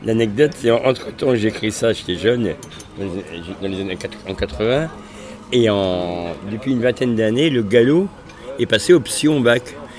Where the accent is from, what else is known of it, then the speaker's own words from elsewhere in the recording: Brittany, France; donc je suis de Haute-Bretagne. On parle non pas le breton, mais le gallo, qui est un dialecte, une langue.